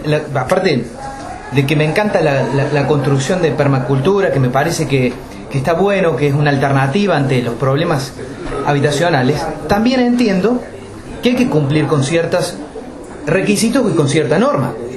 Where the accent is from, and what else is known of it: Capilla del Monte, Córdoba, Argentina; born or raised there